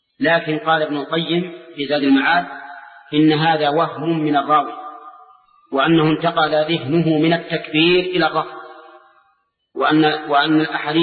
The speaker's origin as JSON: {"language": "Arabic", "country": "Saudi Arabia", "said": "كما يوجد عندنا في السعودية"}